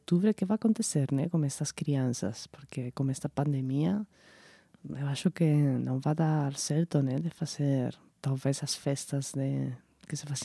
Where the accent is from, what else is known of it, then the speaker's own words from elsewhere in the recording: Zaragoza, Aragon, Spain; Portuguese is a second language; now in Madrid, Spain; quando eu saí de Zaragoza para morar em Madrid